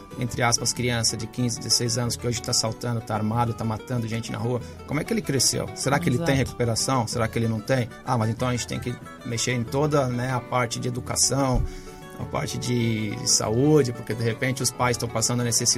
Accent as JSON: {"language": "Portuguese", "country": "Brazil", "said": "nós como brasileiros, a gente não consegue ver"}